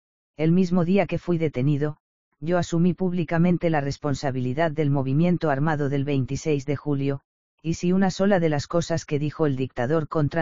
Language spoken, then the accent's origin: Spanish; Cuba; porque siento vergüenza, como cubano, que unos hombres sin entrañas, con sus crímenes incalificables, hayan deshonrado nuestra patria ante el mundo